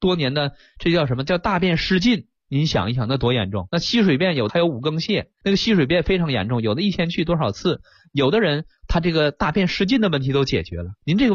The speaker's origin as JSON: {"language": "Chinese", "country": "China"}